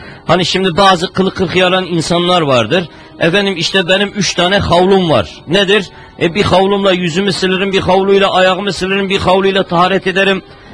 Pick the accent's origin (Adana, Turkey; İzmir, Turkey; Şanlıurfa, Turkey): Şanlıurfa, Turkey; sonra doğduğum, büyüdüğüm yerler